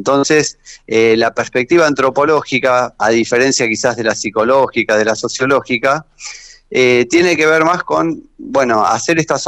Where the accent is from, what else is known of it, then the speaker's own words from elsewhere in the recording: Argentina; Somos argentinos, donde hay una rebeldía a la autoridad